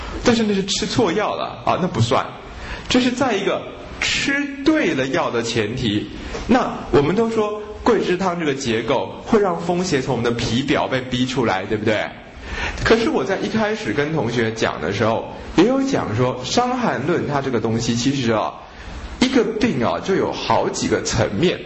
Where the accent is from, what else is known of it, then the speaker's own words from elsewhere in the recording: Japan; Chinese is a second language; 其实我们日本人有一个辩证法